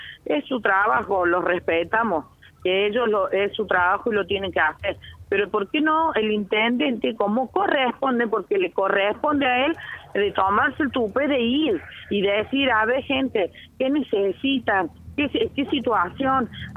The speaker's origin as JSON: {"language": "Spanish", "town": "Unquillo", "region": "Córdoba", "country": "Argentina", "said": "Somos gente de Unquillo, somos unquillenses, somos el pueblo de él"}